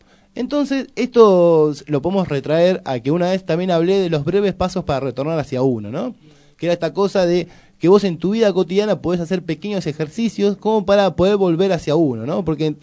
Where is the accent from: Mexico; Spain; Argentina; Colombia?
Argentina; Todos somos toda Argentina y hablamos en yankee.